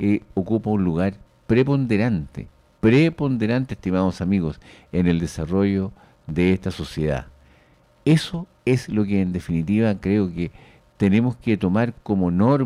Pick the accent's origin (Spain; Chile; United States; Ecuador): Chile; Pero esa es una labor básica, fundamental, como chileno